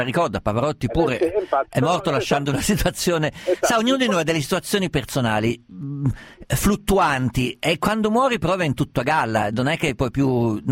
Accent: Perugia, Umbria, Italy; born there; Sono nato a Perugia, non metto più piede a Perugia non so da quanto tempo, e forse mai più ce lo metterò

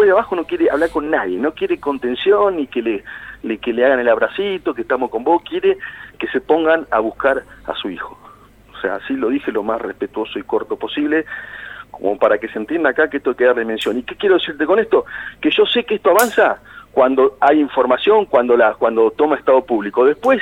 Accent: Villarino, Buenos Aires Province, Argentina; born there; now in Bahía Blanca, Argentina; Yo soy abogado, yo vivo en Bahía, pero nací en Villarino y tengo mi familia, tengo mis amigos, tengo muchos clientes de ahí.

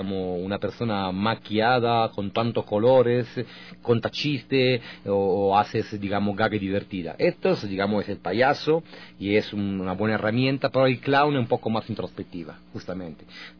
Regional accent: Italy; Spanish is a second language; Yo soy italiano, mi formación teatral comienza con la Comedia del Arte en Italia, en la Escuela de Teatro en Bolonia

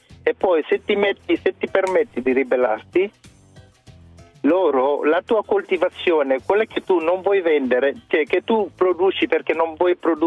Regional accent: Senegal; Italian is a second language; in parte minore il mio paese, perché io sono senegalese, ogni tanto ci faccio un giro, no?

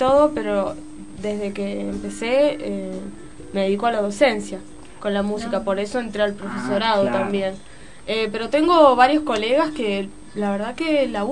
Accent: San Luis, Argentina; also born or lived in Córdoba; Somos los dos de San Luis. Vivimos un tiempo en Córdoba

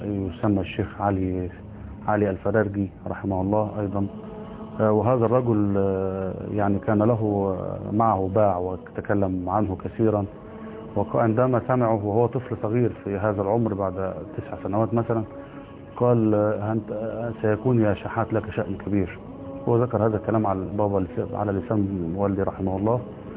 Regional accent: Kafr El Wazir, Dakahlia, Egypt; احنا قريتنا اولا اسمها كفر الوزير مركز ميت غمر محافظة الدقهلية،

